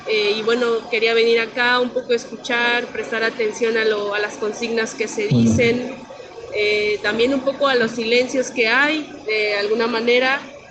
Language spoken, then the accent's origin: Spanish; Mexico; soy periodista de México.